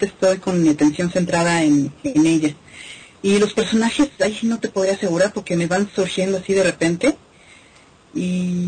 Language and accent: Spanish; Mexico; Que para nosotros que somos audiencia mexicana